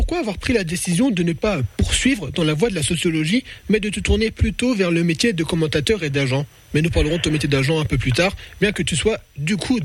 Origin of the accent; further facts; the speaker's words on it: Grand Est, France; moi je suis des Vosges, c'est pas si loin